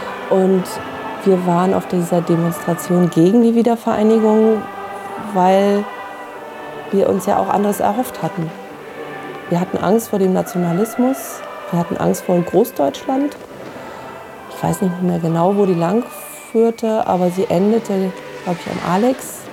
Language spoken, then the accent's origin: German; Berlin, Germany; born there; ich bin 1972 in West-Berlin geboren